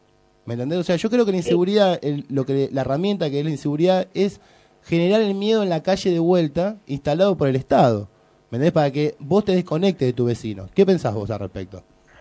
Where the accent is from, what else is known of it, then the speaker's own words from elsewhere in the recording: Buenos Aires, Argentina; Yo nacido y criado en Lugano, ¿viste?